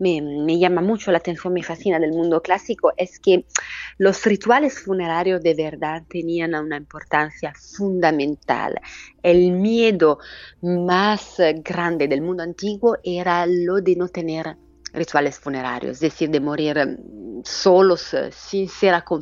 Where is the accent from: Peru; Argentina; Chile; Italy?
Italy; soy filóloga, pero sobre todo soy italiana.